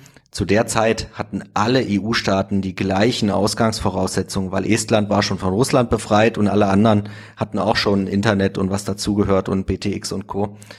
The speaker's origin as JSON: {"language": "German", "region": "East Germany", "country": "Germany", "tie": "born or raised there", "said": "Ich bin selbst im Osten aufgewachsen."}